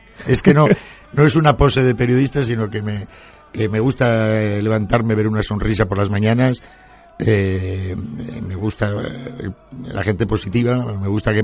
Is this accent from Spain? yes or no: yes; Madrid, Community of Madrid, Spain; also born or lived in Valencia; Yo me he criado en Madrid, soy valenciano de nacimiento. Pero mis padres se trasladaron a Madrid y me crié en Madrid.